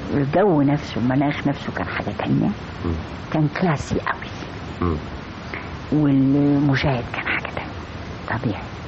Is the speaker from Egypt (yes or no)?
yes; Egypt; وانا مصري بالذات طيب القلب قوي مجامل قوي كريم قوي